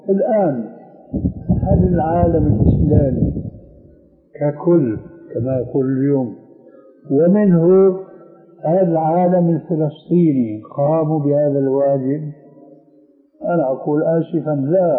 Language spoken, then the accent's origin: Arabic; Syria; لذلك العملية كما يقولون عندنا في الشام بدها زكاة